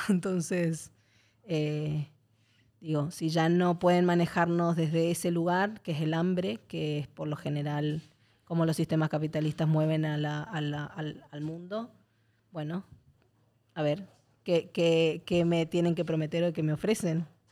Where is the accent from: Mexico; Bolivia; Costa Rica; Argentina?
Argentina; Bueno, yo soy argentina, entonces tengo como ahí una cosa emocional con la olla popular